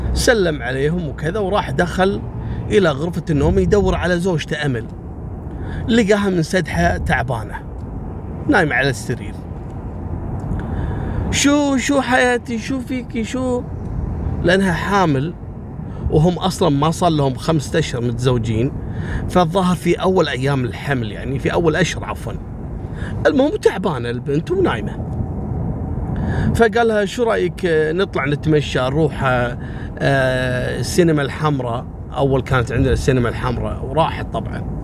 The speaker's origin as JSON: {"language": "Arabic", "country": "Kuwait", "said": "اللي هو الأريال اللي عندنا في الكويت يلقط القناة العراقية أقرب شيء صوبنا."}